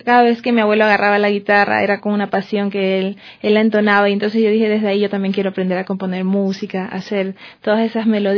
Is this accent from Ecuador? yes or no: yes; Salinas, Santa Elena, Ecuador; also born or lived in Guayaquil; Nací en Guayaquil, pero toda mi vida he residido allá en Salinas, en la provincia de Santa Elena.